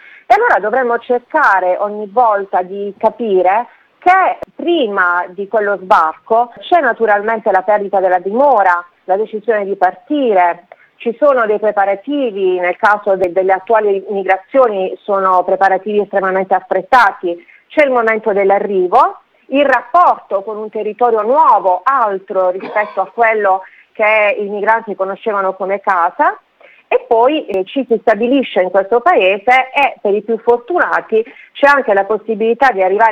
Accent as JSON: {"language": "Italian", "region": "Apulia", "country": "Italy", "said": "dico con una punta di orgoglio, essendo pugliese, che proprio dalla Puglia è cominciato questo processo"}